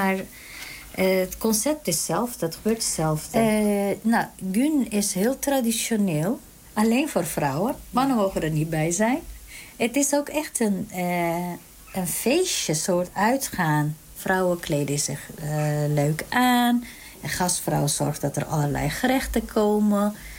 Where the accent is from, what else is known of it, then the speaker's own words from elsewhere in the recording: Turkey; now in Netherlands; oorspronkelijk ben ik Koerdisch. Ik kom uit Turkije, ik ben in Turkije geboren en woon al heel lang in Nederland.